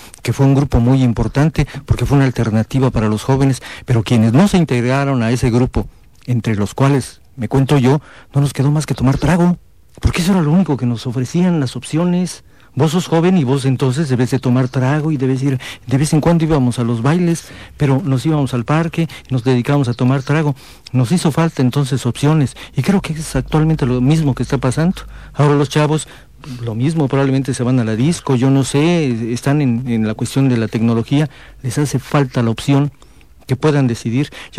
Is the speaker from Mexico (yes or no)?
yes; Comitán, Chiapas, Mexico; la oportunidad maravillosa de volver a compartir reflexiones con la gente de acá de Comitán, mi pueblo.